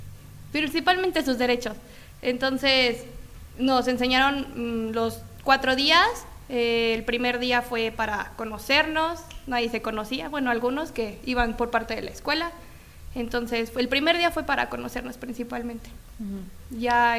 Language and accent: Spanish; Cuernavaca, Morelos, Mexico; vengo del municipio de Cuernavaca.